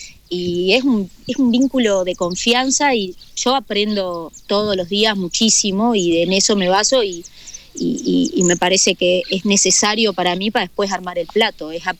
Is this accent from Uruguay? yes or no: yes; La Paloma, Rocha, Uruguay; also born or lived in Montevideo; yo soy de Rocha, nací en Rocha, en La Paloma, viví toda la vida